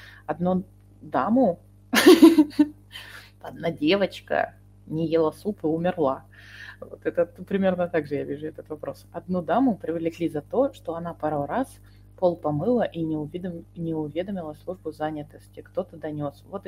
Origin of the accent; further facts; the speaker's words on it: Russia; Да, я из России, как видите.